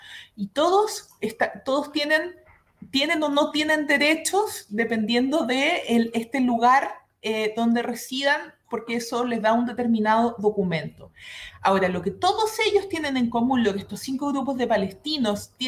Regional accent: Chile; mi familia, mis abuelos, qué sé yo, vienen de Belén, Palestina, intenté, y yo nací y crecí en Chile, fui con mi pasaporte chileno a Palestina

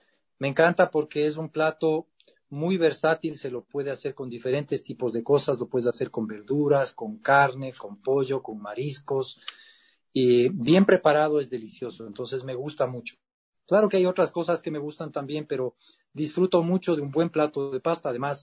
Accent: Quito, Pichincha, Ecuador; Yo soy orgullosamente quiteño, nacido en el barrio de la Mama, en la zona de la Mama Cuchar, en Quito.

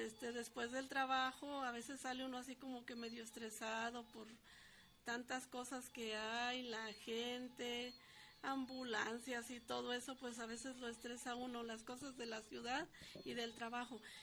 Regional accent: Guadalajara, Jalisco, Mexico; somos de aquí de Guadalajara y a veces no conocemos muchos rinconcitos aquí cercanos.

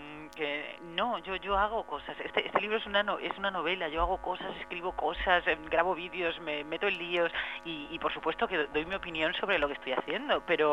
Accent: Castellón, Valencian Community, Spain; Yo soy de Castellón, pero yo estudié todo el colo en castellano, a mí se me habló siempre en castellano, yo hablo catalán muy mal.

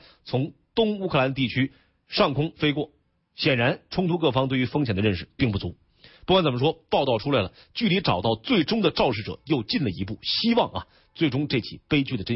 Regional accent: Northeast China, China; accent: Northeastern Mandarin; 是我有点东北话是吧

